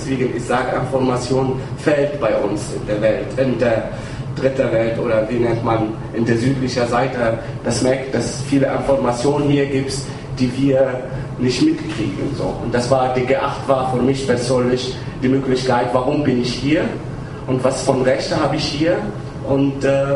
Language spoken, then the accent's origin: German; Tunisia; German is a second language; moved away; bevor ich raus von Tunesien, ich komme ursprünglich aus Tunesien, ich habe 10 Jahre gebraucht, wegen einer Visum zu bekommen.